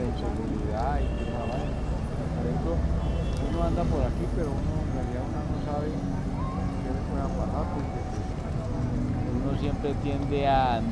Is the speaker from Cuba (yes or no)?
no; Cali, Valle del Cauca, Colombia; also born or lived in Santander; Yo soy de aquí, Cali. No, yo soy de Santander del Sur.